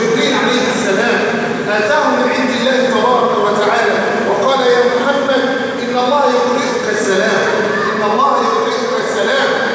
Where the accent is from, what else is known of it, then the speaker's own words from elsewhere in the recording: Egypt; أن يجعله عيد خير على بلدنا مصر وسائر بلاد